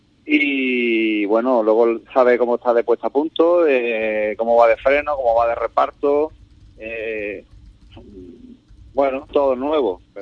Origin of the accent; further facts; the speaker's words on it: Ubrique, Andalusia, Spain; Sabemos que soy copiloto y aquí corro por disfrutar y por estar con mi gente, mi pueblo y que es lo que nos gusta, digamos, a los competidores de aquí de Ubrique.